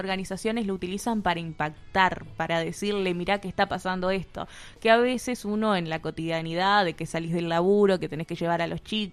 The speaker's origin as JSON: {"language": "Spanish", "country": "Uruguay", "said": "tenemos que hacerla valer como pueblo, como uruguayos, como uruguayas"}